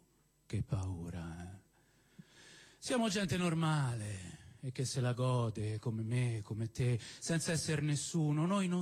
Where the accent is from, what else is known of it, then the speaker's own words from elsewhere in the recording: Rome, Lazio, Italy; born there; io sono nato a San Lorenzo